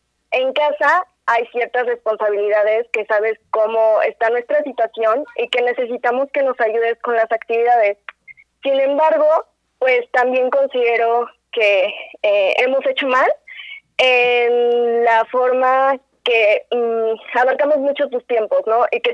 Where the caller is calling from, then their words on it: Amecameca, State of Mexico, Mexico; De Amecameca.